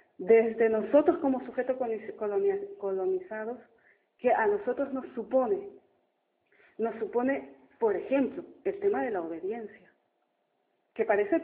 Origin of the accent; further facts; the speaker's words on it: Ecuador; como ecuatoriana y desde donde vengo, me marca mucho la ideología, las formas de pensamiento del movimiento indígena